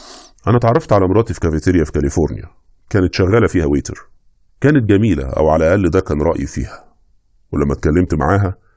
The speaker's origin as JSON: {"language": "Arabic", "region": "Monufia Governorate", "country": "Egypt", "also_born_or_lived": "United States", "said": "50 سنة، قضيت وقت طويل من حياتي في امريكا ولسه راجع مؤخرا. انا اصلا من المنوفيه،"}